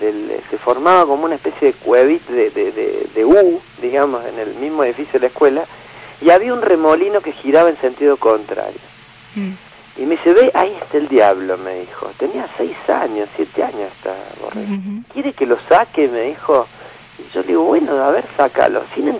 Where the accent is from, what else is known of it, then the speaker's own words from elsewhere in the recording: Córdoba, Argentina; mirá que como buen cordobés le doy a la... como ya lo has visto.